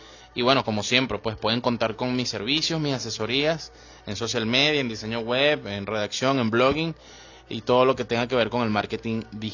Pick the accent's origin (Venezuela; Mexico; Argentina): Venezuela; Pero en mi país, o en este país, en Venezuela, no vas a conseguir otro blog igual.